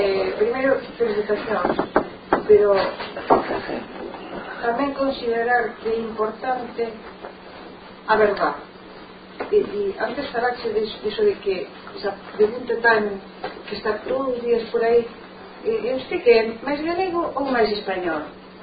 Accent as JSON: {"language": "Galician", "region": "Galicia", "country": "Spain", "tie": "born or raised there", "said": "eu son filla de Beatriz e de Salvador, que era un matrimonio que vivía nunha aldea en Lugo. Eu nací nesa aldea, son dese sitio."}